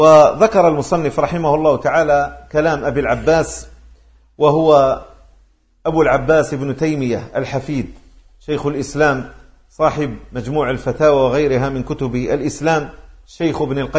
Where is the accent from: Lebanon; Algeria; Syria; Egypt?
Algeria; أنا من الجزائر من باب التعريف بأنني أنتسب إلى أرض تسمى الجزائر، أو أقول للعاصمي عندما ألتقي به أقول له أنا من مغنية